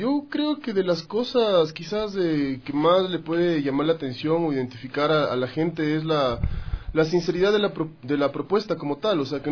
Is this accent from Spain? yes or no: no; Quito, Pichincha, Ecuador; obviamente con quiteñismos, porque yo soy quiteño